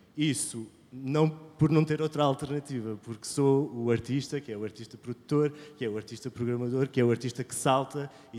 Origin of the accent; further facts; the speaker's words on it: Ponta Delgada, Azores, Portugal; Eu também sou nómada, sou de Ponta Delgada